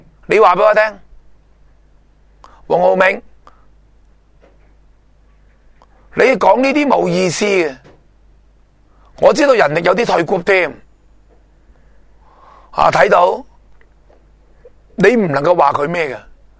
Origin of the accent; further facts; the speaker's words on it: Hong Kong; 咁系咪佢嘅立场系咪会比较贴近我哋香港人啊？